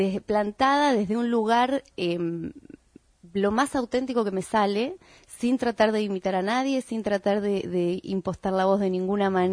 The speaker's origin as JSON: {"language": "Spanish", "region": "Buenos Aires", "country": "Argentina", "tie": "born there", "said": "Yo nací en Villa Urquiza."}